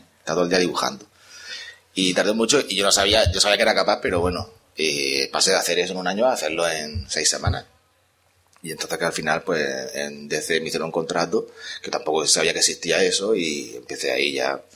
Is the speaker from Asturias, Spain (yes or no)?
no; Águilas, Region of Murcia, Spain; yo soy de Águila, y Águila de Lorca está como a 30 kilómetros.